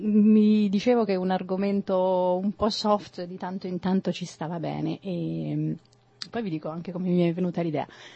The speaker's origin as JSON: {"language": "Italian", "region": "Marche", "country": "Italy", "said": "Che è un vino delle mie parti."}